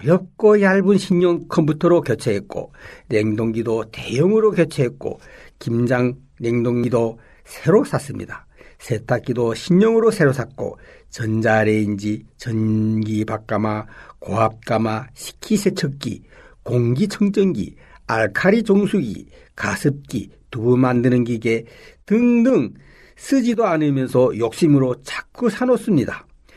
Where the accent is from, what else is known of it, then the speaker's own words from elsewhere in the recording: North Korea; now in South Korea; 북한 사회에서 너무도 가난하게 살아본 지난 생활을 잊을 수가 없기 때문입니다. 저희 집도 한국에 온 지 7년이 되었는데